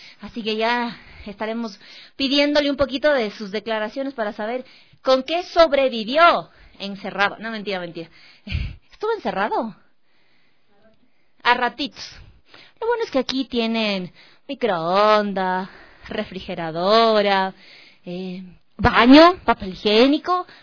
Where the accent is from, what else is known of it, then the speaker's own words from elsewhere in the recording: Ecuador; que como ecuatorianos, que como seres humanos, como personas, lo merecemos